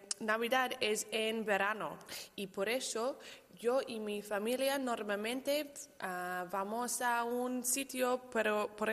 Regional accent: Australia; Spanish is a second language; Soy de Australia y yo vivo en el sur de Australia, pero mi familia es del oeste, el norte oeste.

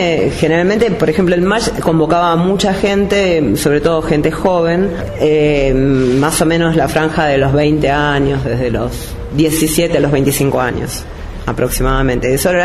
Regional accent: Argentina; Lo bueno que creo que tenemos como argentinos

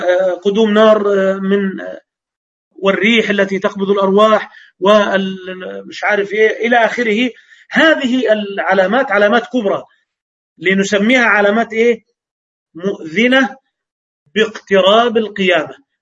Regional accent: Egypt; فعشرة وأربعة وعشرين دقيقة عندنا في مصر

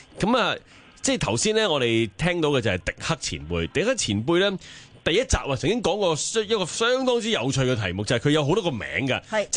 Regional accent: Hong Kong; 我哋细个喺香港读呢个中学或者小学嗰阵啊

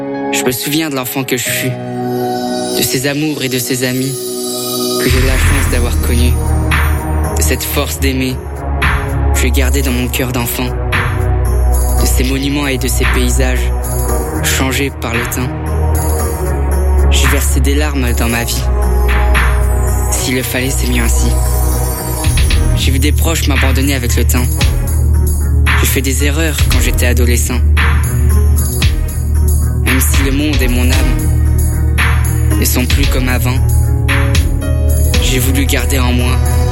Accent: Grand Est, France; c'est là où j'ai grandi avec ma famille. Quoi, les Vosges, si je dis je viens pas des Vosges, c'est presque un suicide familial.

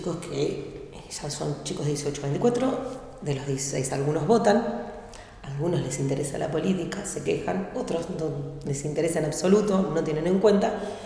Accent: Azul, Buenos Aires Province, Argentina; born there; also born or lived in Ensenada / La Plata; now in Berisso, Argentina; Vivo, hace 24 años vivo en Berizo. Nací en Provincia de Buenos Aires, en Azul, viví en Ensenada, en La Plata, y hace 24 años que estoy acá. Sí. Igual sí, ya soy bericense porque es donde más el tiempo viví.

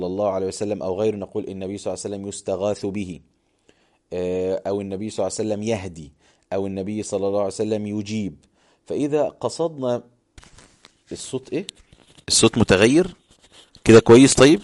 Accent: Egypt; انا بقول لشخص انت بارد عندنا في مصر، يبقى انا بشتمه

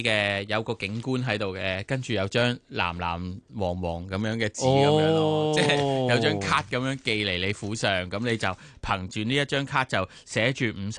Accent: Hong Kong

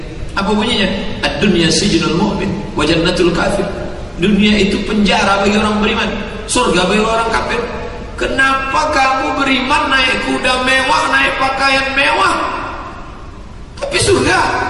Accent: Sumatra, Indonesia; kita sebagai orang Sumatera bil khusus Minangkabau

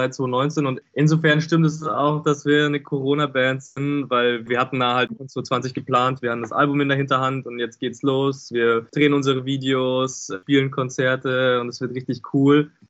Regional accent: Regensburg, Bavaria, Germany; Ja, auf jeden Fall. Wir sind alle aus Regensburg.

